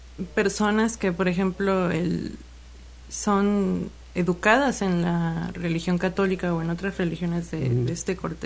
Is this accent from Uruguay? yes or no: no; Xalapa, Veracruz, Mexico; De aquí, de Jalapa.